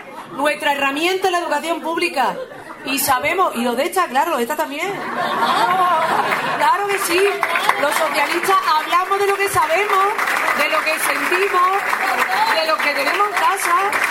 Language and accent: Spanish; Andalusia, Spain; Digo, ay, que los andaluces somos peores españoles o qué.